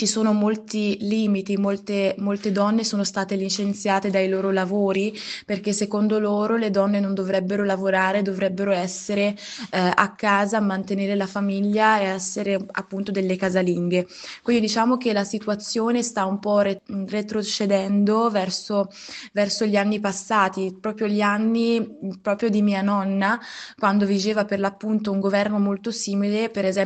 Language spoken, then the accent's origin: Italian; Syria; quello che sta accadendo nel mio paese